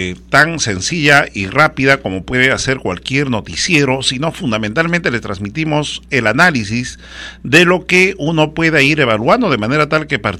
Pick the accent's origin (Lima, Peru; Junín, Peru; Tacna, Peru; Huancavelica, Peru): Huancavelica, Peru; especialmente de mi tierra, de Huancavelica